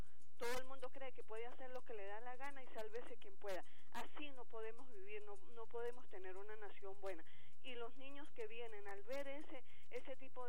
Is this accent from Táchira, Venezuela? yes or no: yes; Táchira, Venezuela; born there; sobre todo en mi estado natal, el Táchira